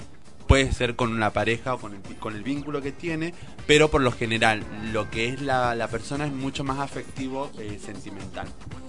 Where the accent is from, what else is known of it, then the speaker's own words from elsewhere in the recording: Salta, Argentina; Pero yo soy de Salta